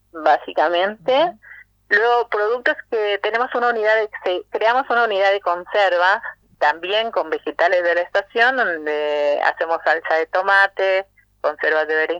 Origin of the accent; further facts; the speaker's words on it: Mexico; now in Argentina; somos residentes argentinos, pero yo, por ejemplo, soy mexicana, ponemos esa impronta del sabor de donde venimos